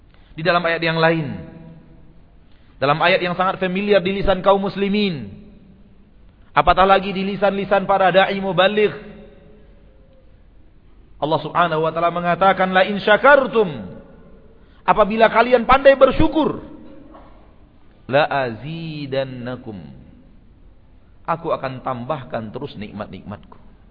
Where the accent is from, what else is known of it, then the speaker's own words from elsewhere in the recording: Pekanbaru, Riau, Indonesia; karena kita memang warga Pekanbaru, karena kita memang tumbuh dan besar di kota Pekanbaru.